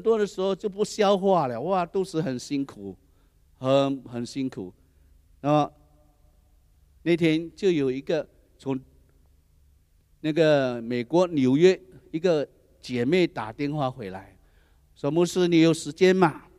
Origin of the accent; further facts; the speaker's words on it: Seremban, Negeri Sembilan, Malaysia; 我回去斯迪旺的时候，都会吃什么那个云吞面啊、干拌面啊，还有这卤面啊，都是我们家乡的菜